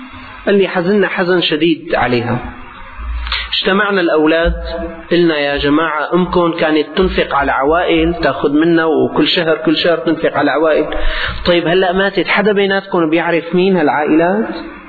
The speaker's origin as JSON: {"language": "Arabic", "country": "Syria", "said": "ما كان يعني عندنا في الشام"}